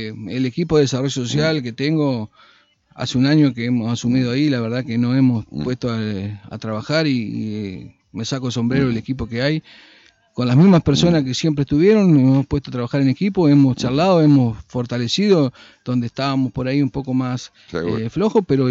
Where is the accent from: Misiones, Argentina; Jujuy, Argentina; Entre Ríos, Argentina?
Entre Ríos, Argentina; Concordia; Yo, cuando digo que soy de Concordia, ¿no?